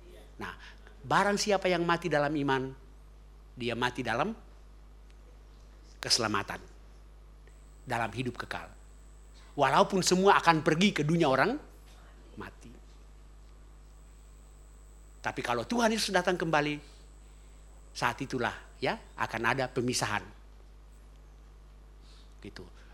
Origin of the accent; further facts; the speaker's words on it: Ambon, Maluku, Indonesia; karena saya orang Ambon